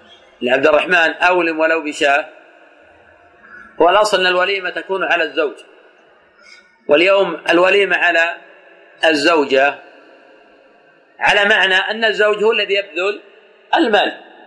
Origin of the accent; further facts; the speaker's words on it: Najd, Saudi Arabia; كما يفعل الآن بعض الناس في عادة عندنا في نجد